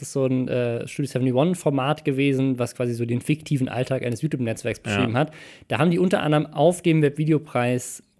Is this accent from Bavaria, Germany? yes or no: yes; Starnberg, Bavaria, Germany; bei mir, da wo ich herkomme, in Starnberg